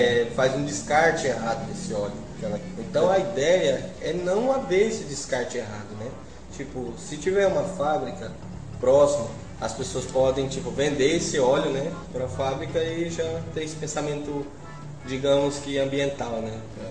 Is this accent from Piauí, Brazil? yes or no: no; Rondônia, Brazil; É, eu sou lá de Rondônia, né, galera? Sou de Rio Paraná, Rondônia.